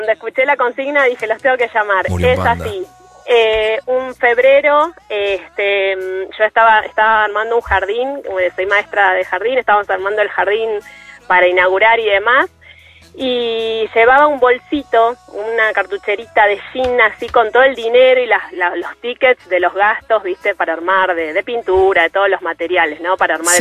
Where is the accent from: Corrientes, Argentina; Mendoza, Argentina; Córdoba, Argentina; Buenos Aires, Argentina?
Buenos Aires, Argentina; now in Bariloche, Argentina; Y acá en Bariloche, yo soy de Buenos Aires, pero acá en Bariloche es una como algo muy común de acá del pueblo